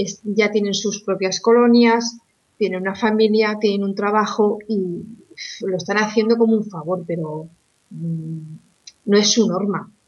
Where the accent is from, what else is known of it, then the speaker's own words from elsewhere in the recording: Spain; porque estoy como muchos españoles y la verdad está la cosa complicada.